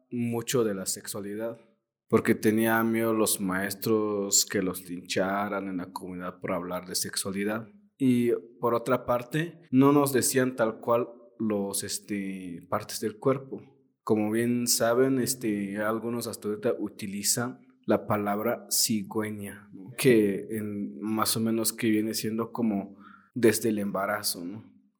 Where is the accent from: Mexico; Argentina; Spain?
Mexico; Tenejapa, Chiapas; yo soy de Tenejapa.